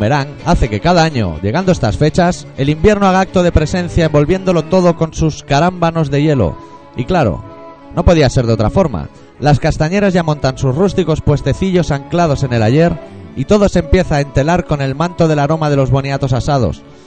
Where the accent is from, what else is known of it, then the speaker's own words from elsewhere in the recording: Catalonia, Spain; Si los únicos que le ponemos tomate al pan somos los catalanes.